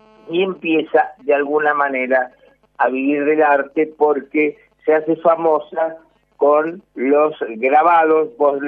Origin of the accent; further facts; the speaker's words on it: Argentina; No, le digo, no es porque sea argentino.